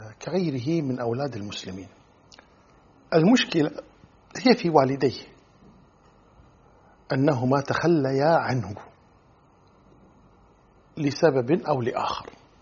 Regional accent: Kuwait; خاصة عندنا في الكويت في قضية السؤال دائما شو اسمك

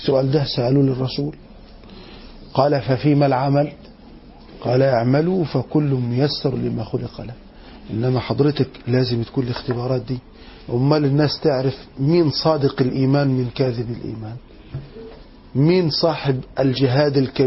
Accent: Egypt; احنا كمصريين بنحب آل البيت

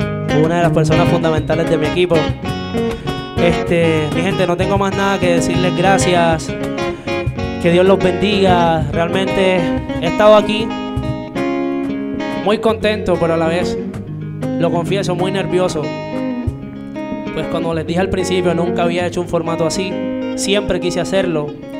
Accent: Venezuela; also born or lived in Cartagena; Soy un artista de la ciudad de Cartagena. Que nací aquí, crecí en otro país, crecí en Venezuela.

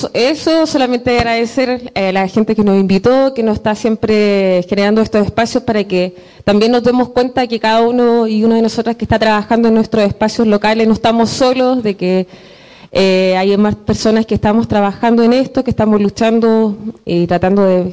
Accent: Temuco, Araucanía, Chile; yo vengo de Temuco

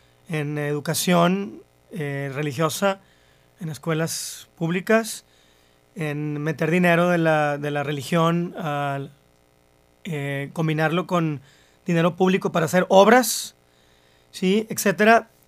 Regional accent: Mexico; derechos civiles que constitucionalmente tenemos como mexicanos

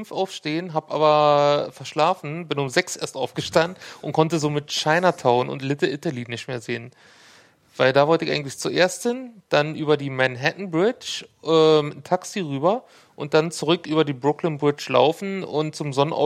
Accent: Berlin, Germany; Also ich komme ja aus Hohenschönhausen

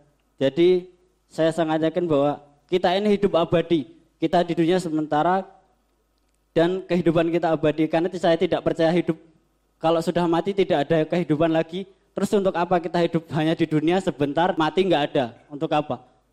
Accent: Lampung, Indonesia; Perkenalkan … saya dari Lampung.

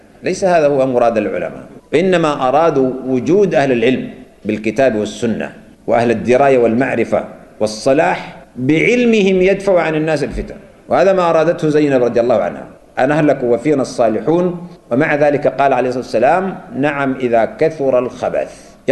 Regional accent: Sudan; نحن عندنا في السودان هنا

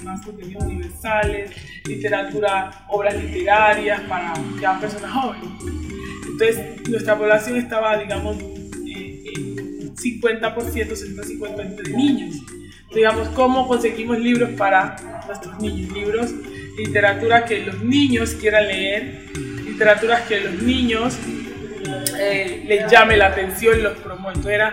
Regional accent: Tumaco, Nariño, Colombia; soy de Tumaco, Nariño, y hoy nos encontramos aquí

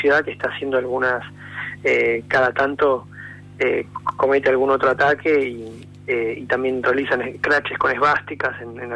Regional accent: Mar del Plata, Buenos Aires Province, Argentina; Acá está hablando … de Mar del Plata. Soy el presidente de AMADI, Asociación Marplatense de Derechos por la Igualdad.

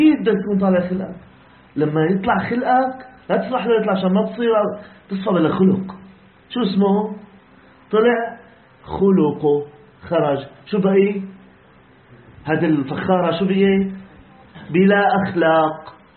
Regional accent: Syria; قضيتنا كسوريين يا أخواننا بسيطة جدا

